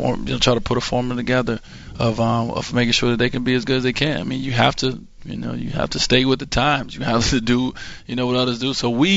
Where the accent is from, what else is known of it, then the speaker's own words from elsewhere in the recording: Chicago, Illinois, United States; You know, I'm growing up in Chicago, getting a chance to meet Oprah.